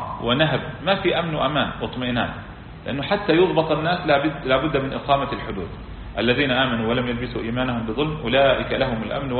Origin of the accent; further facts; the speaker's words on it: Kuwait; يعني مثلا عندنا في الكويت طريقة الناس هكذا